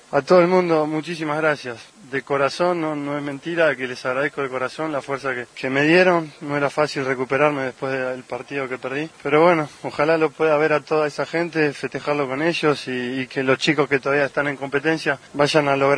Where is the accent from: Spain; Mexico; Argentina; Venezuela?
Argentina; esta bandera va a estar en el podio por primera vez en estos juegos y eso es lo que más feliz me pone como argentino